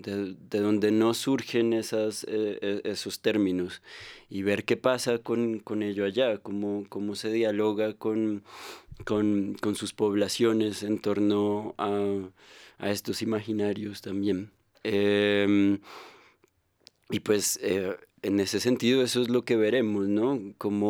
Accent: Bogotá, Colombia; y pues estoy yo, que también soy bogotano, pero pues que soy un apasionado por la selva y sí, por el universo indígena.

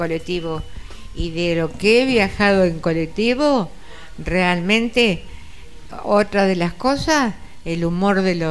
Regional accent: Ayacucho, Buenos Aires Province, Argentina; born there; Yo nací en Ayacucho, sí.

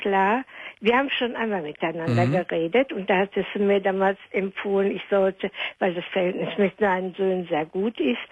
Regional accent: Nettelstedt, North Rhine-Westphalia, Germany; also born or lived in Herne; da sind wir vor Nettelstedt, als mein Vater dann in Herne, wir sind aus Herne geboren, in Herne wieder eine Arbeit hatte, sind wir von Nettelstedt nach Herne gezogen

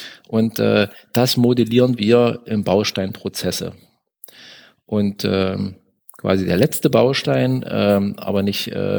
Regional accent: Magdeburg, Saxony-Anhalt, Germany; Ich bin aus Magdeburg und bin auch in Magdeburg

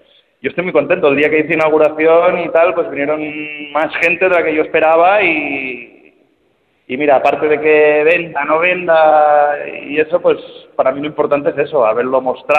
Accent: Formentera, Balearic Islands, Spain; yo ya he dicho que soy de Formentera, he nacido aquí

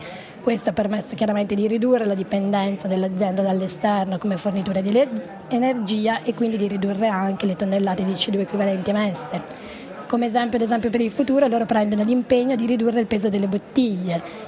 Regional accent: Aosta, Aosta Valley, Italy; perché sono di Aosta di origine.

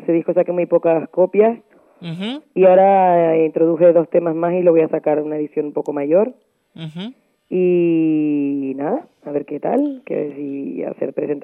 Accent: Canary Islands, Spain; Y que yo soy de aquí, ¿sabes? Eso lo llevo yo en los genes y en todos sitios, yo me siento canaria.

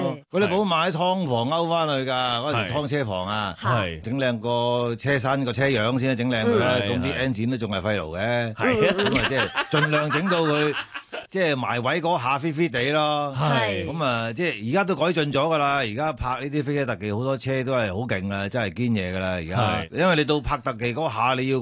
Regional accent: Hong Kong; 我要搞到我哋香港人得，我哋中国人得嘅

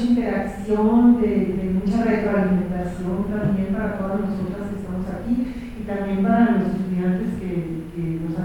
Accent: Tijuana, Baja California, Mexico; cuando yo viví en Ciudad Natal, que fue mi Ciudad Natal mexicana. De Mexicali como de Tijuana, que fue donde pasé la mayor parte de mi infancia y mi adolescencia

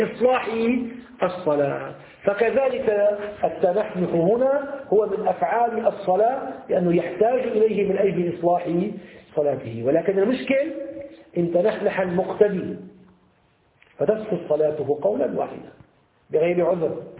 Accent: Syria; احنا بنسميه عندنا في الشام الدشاء

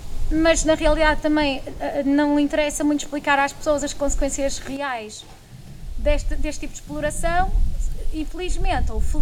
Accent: Norte, Portugal; cresci no Val do Ave e não havendo lá minas havia fábricas, que ainda lá estão

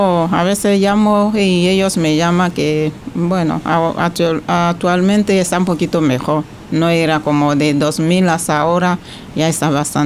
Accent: Bocanda, Côte d’Ivoire; Spanish is a second language; Yo vengo de... Mi ciudad es Bocana, pero mi pueblo es Sosuyaocro.

